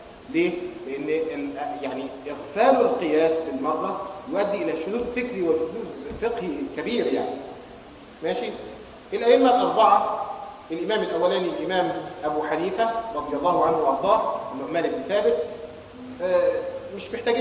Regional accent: Egypt; ودخل الى بلادنا مصر

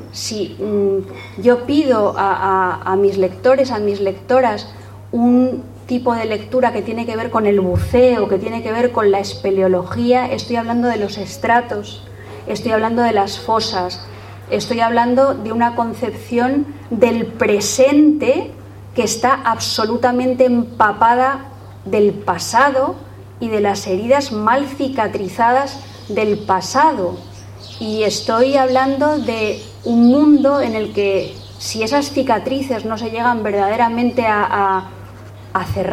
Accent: Spain; yo soy una española, muy española, aunque nos roben el gentilicio

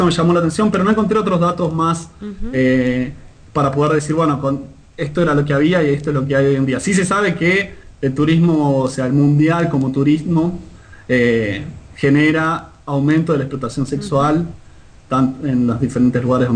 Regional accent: Argentina; Nos guste o no nos guste como argentinos, Brasil va a ser campeón.

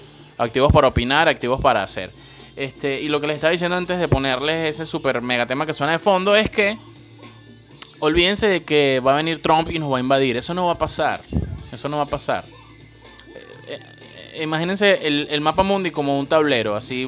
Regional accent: Venezuela; Bueno, yo no, pero pues soy venezolano.

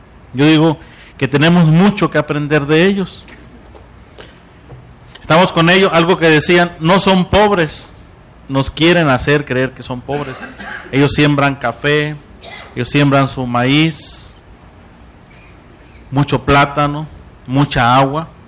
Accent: Sonora, Mexico; now in Oaxaca, Mexico; Yo vengo del estado de Sonora. Yo estoy de misión en Oaxaca y es una cultura diferente que me he tenido que adaptar

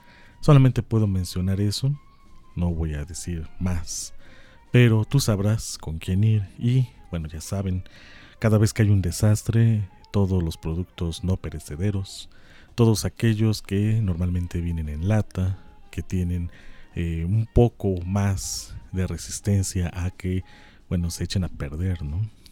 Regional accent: Mexico; nos tenemos que acordar que somos mexicanos

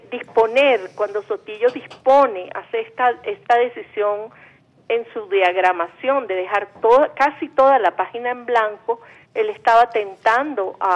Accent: Caracas, Capital District, Venezuela; born there; nací en Caracas en el 55

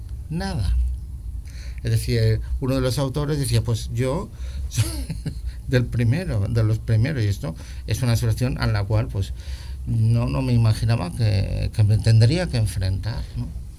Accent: Balearic Islands, Spain; yo soy de Mallorca, ¿no?

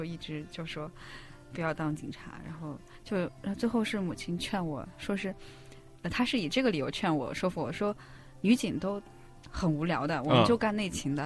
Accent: Tianshui, Gansu, China; 我的家乡在美丽的西北的小城叫做天水，

